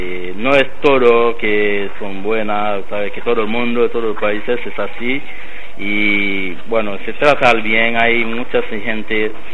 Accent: Haiti; Spanish is a second language; es mi país, la verdad, pero puede ir a visitar en mi país, pero no vas a quedar en Haití

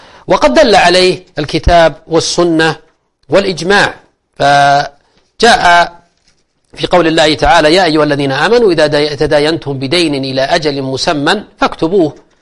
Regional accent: Al-Qassim, Saudi Arabia; السلف كان يسمى عندنا الكتاب أو الستاب في عندنا في القصيم

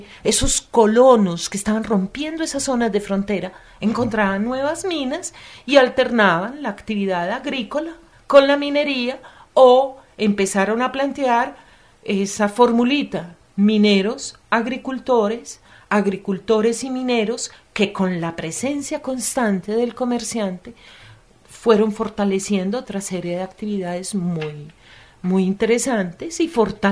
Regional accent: Antioquia, Colombia; porque yo soy antioqueña

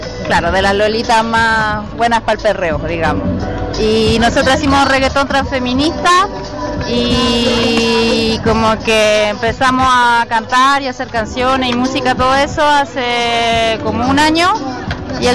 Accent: Chile; now in France; Nosotros somos … somos tres personas chilenas, vivimos en Francia.

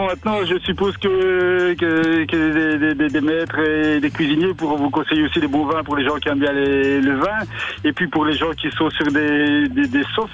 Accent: Wallonia, Belgium; pourquoi on ne peut pas appliquer ce système, cet itinéraire d'élevage chez nous en Belgique et en Wallonie

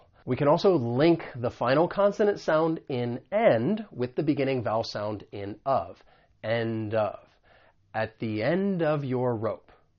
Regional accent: United States; because I'm from the United States, I am going to pronounce it as a flap T.

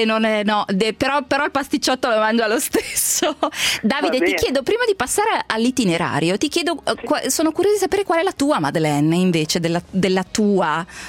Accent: Lombardy, Italy; Io sono Brianzola

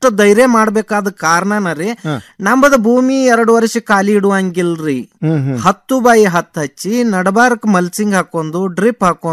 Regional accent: Mudhol, Karnataka, India; now in Dharwad, India; ನಾವು ಈಗ ಮುದೋಳದವ್ರು ಈಗ ಧಾರವಾಡದಾಗ ಬಂದ್ ಸಟ್ ಹಾಕಿವ್

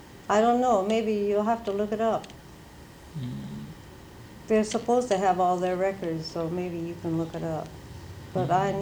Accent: Riverside, California, United States; in my hometown, there was a man who used to run the Mission Inn. You know the famous Riverside Mission Inn?

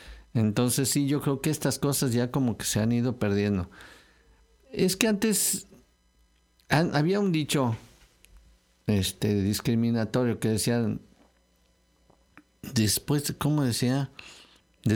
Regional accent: Mexico City, Mexico; born there; now in Xalapa, Mexico; Soy jalapeño. O sea, uno ya no dice, hasta que te preguntan, bueno, ¿pero dónde naciste? Ah, bueno, sí, nací en la Ciudad de México, en el Distrito Federal.

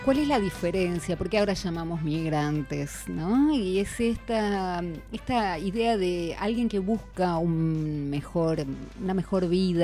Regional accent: Argentina; ya olvidamos tal vez el idioma porque no lo aprendimos, el idioma de nuestros abuelos. Ya somos como absolutamente argentinas

